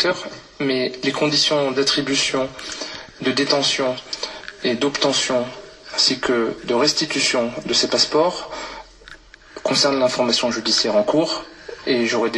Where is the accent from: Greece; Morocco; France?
France; je suis français, je suis bien en France.